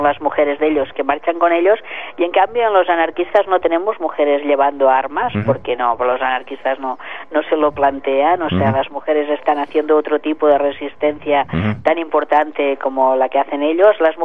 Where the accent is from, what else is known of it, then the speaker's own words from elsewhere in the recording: L'Hospitalet de Llobregat, Catalonia, Spain; también se ha hecho una ruta en Hospitalet, de donde soy yo